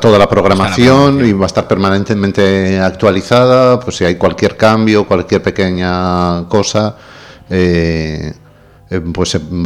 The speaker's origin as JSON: {"language": "Spanish", "country": "Spain", "said": "Porque no somos, los españoles no somos..."}